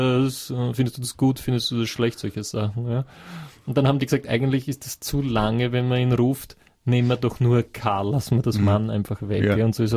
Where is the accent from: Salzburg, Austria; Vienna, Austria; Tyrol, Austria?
Vienna, Austria; Ich bin ja aus Wien, bin aus Währing, wie Sie richtig gesagt haben, ja. Also 18. Bezirk, ziemlich lässig eigentlich, von Immobilienpreise her. Und ich kenne Wien